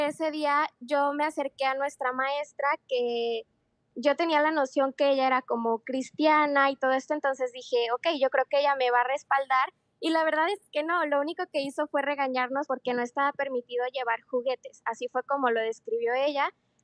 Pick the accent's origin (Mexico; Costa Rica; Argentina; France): Mexico; en mi familia siempre ha habido esta cultura donde como buenos mexicanos creemos en chaneques